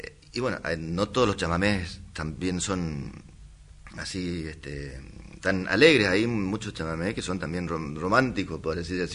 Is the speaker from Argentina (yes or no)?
yes; Corrientes, Argentina; nosotros que crecimos allá en Corrientes escuchando chamamé